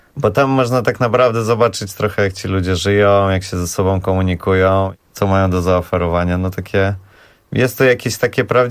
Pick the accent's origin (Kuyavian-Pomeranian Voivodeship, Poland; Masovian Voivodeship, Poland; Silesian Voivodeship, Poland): Masovian Voivodeship, Poland; Warsaw; jakoś dla mnie jest to pewna oczywistość, że jestem z Woli i z Warszawy